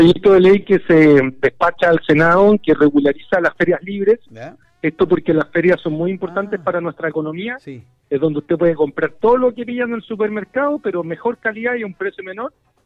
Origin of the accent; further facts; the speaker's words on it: Chile; la naturaleza que tenemos como chilenos y chilenas es nuestro deber protegerla